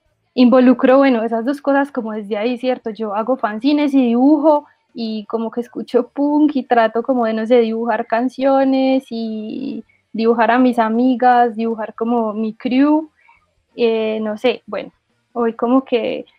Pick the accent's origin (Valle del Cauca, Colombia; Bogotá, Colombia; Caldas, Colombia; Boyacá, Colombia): Caldas, Colombia; Manizales; Pues yo soy de acá, de Manizales, una ciudad en donde realmente no pasan muchas cosas